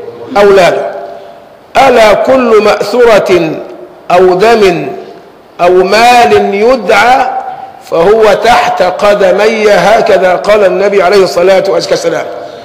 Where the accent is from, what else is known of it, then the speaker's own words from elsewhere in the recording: Egypt; أنت مصري وأنا مصري، إيه اللي يفصلني عنك أو يفصلك عني؟